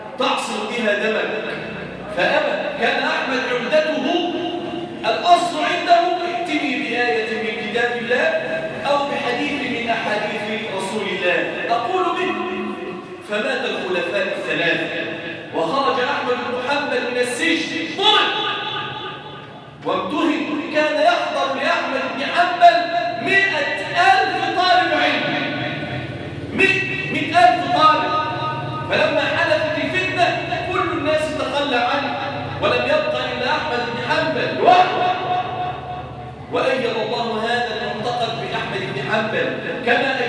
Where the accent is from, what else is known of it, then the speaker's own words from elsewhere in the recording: Damietta, Damietta Governorate, Egypt; اللهم اجعل بلادنا دمياط واحة للأمن والأمان